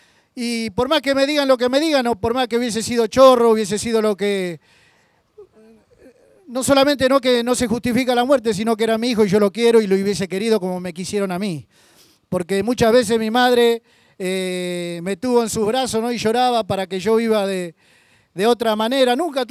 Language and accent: Spanish; Lavallol, Buenos Aires Province, Argentina; soy de Lavallol